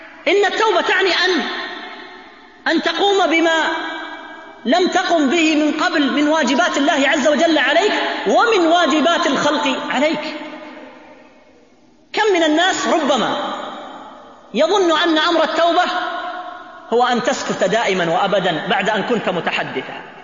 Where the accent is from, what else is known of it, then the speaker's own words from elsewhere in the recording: Riyadh, Riyadh Province, Saudi Arabia; مطار الملك خالد عندنا في الرياض